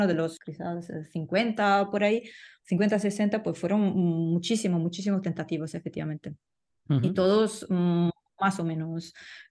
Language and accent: Spanish; Italy; yo como italiana puedo decir que es un lugar perfecto para cocinar pizza